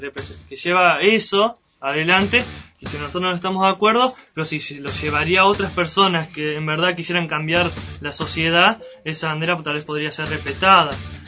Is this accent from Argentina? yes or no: yes; Argentina; porque todos somos argentinos, somos representados por esa bandera